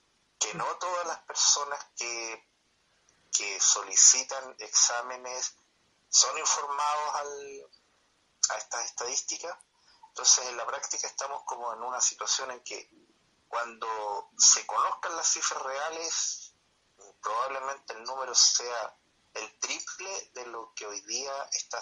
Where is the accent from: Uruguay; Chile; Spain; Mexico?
Chile; Santiago, Santiago Metropolitan Region; soy de Santiago